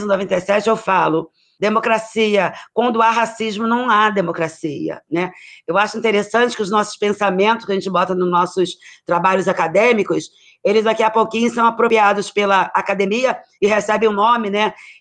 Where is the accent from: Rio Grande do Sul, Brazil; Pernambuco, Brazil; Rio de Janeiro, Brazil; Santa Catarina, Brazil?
Rio de Janeiro, Brazil; Queimados; born there; Eu nasci em Queimados, né? Na verdade, naquela época, Queimados era distrito de Nova Iguaçu, Baixada Fluminense, né?